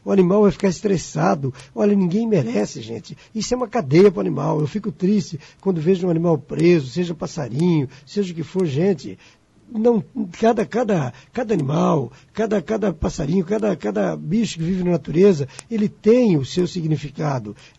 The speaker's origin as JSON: {"language": "Portuguese", "country": "Brazil", "said": "E imagine eu que sou brasileiro, vou fazer um outro comparativo."}